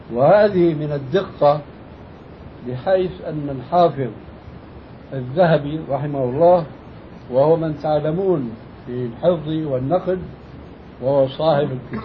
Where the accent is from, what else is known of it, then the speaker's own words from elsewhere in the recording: Syria; وهذا كانوا إلى أهل قريب عندنا في سوريا يمتطيه طبقة معينة من الناس